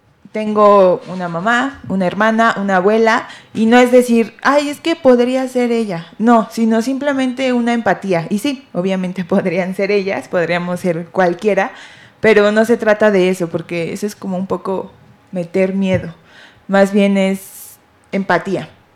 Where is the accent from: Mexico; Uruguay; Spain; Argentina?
Mexico; Mexico City; Yo también soy una chilanga, como mis compañeras.